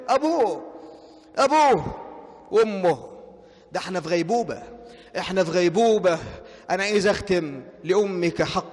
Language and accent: Arabic; Egypt; واحفظ بلدنا مصر واجعلها أمنا أمانا سخاء رخاء وسائر بلاد المسلمين.